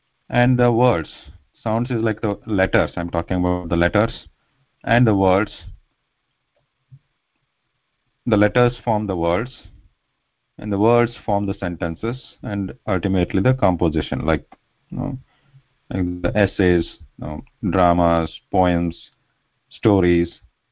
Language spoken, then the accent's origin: English; India; first language Kannada; English is a second language; now in United States; So I'm originally from India, currently live in the United States. So my mother tongue is Kannada, and but for all practical purposes, we speak here English and also Sanskrit to some extent.